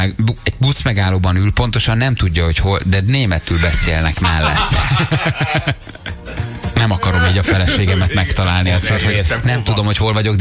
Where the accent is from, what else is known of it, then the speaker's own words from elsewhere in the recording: Eger, Heves, Hungary; Egyébként egri vagyok.